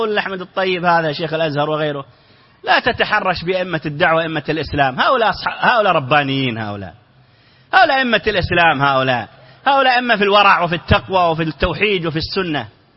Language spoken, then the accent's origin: Arabic; Saudi Arabia; نعرف أن هناك في الإعلام عندنا في السعودية